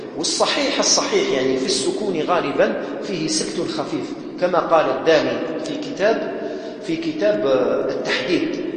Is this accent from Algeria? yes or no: yes; Algeria; يعني إحنا جزائريين، خاصة الجزائريين عموما ما قراوش هكذا